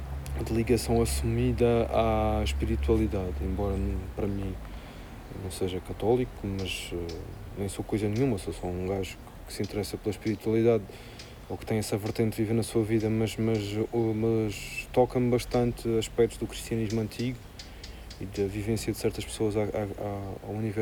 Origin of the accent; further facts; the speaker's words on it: Madeira, Portugal; now in Lisbon, Portugal; Eu sou mesmo um gajo do Sul. Eu cresci na Madeira, adoro o Alentejo, vivo em Lisboa há 20 anos. Isto vale o que vale. Eu sou do Sul.